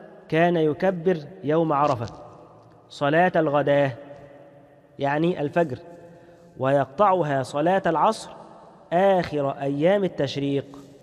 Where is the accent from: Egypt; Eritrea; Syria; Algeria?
Egypt; خصوصا احنا عندنا كمصريين بنحب التهنئة في أي مناسبة